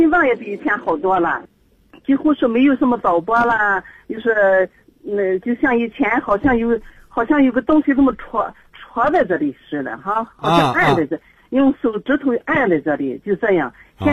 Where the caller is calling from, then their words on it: Qingdao, Shandong, China; 我是青岛的